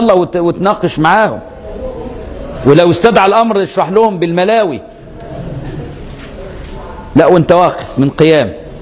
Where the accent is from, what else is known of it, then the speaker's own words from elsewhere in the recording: Egypt; فانا مصري وماليزي